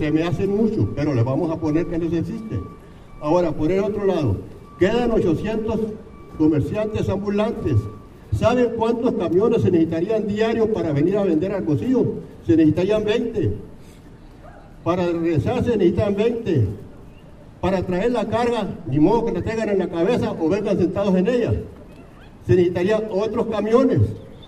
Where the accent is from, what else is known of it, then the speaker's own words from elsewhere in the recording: Ures, Sonora, Mexico; Vengo de la población de Ures.